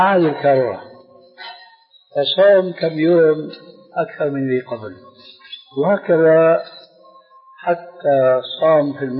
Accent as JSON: {"language": "Arabic", "town": "Damascus", "region": "Damascus Governorate", "country": "Syria", "said": "عندنا في دمشق يومئذ"}